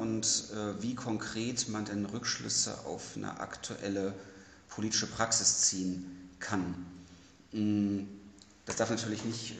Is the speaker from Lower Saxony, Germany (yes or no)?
yes; Hanover, Lower Saxony, Germany; now in Leipzig, Germany; ich komme ursprünglich aus Hannover, wohne jetzt in Leipzig